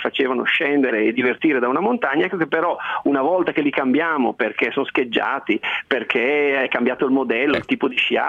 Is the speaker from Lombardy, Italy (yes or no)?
yes; Lombardy, Italy; born there; sono nato in Valle Camonica e quindi li conosco bene.